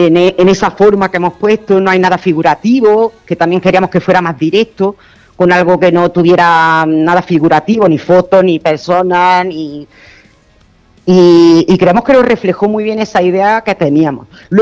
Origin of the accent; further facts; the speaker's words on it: Granada, Andalusia, Spain; todos menos Antonio, somos del Saedin. Que es un barrio de Granada, un barrio de trabajadores